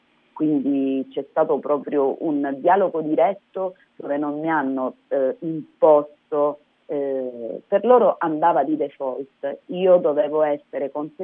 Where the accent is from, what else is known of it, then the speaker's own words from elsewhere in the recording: San Luca, Calabria, Italy; mettere in circuito l'amore verso la mia terra, verso la mia gente